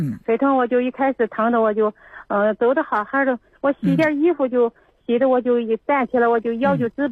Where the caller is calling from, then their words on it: Zhangjiakou, Hebei, China; 河北省啊，河北省张家口。